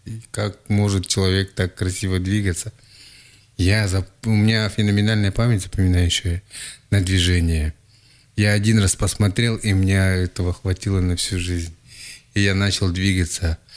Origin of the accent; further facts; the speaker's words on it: Krasnoyarsk Krai, Russia; Я сам родом с Ивенькии.